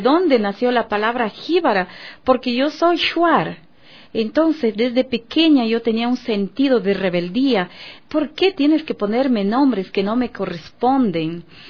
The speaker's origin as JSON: {"language": "Spanish", "town": "Macas", "region": "Morona Santiago", "country": "Ecuador", "tie": "born or raised there", "said": "yo viví y crecí en Macas, en Sevilla, Don Bosco, no te permitían a ti como shuar"}